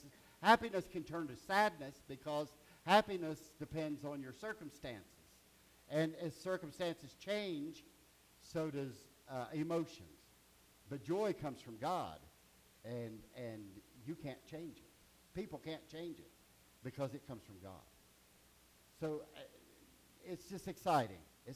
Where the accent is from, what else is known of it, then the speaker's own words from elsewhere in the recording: Richmond, Indiana, United States; I got up to Richmond, Indiana, and I grew up on Lower Street.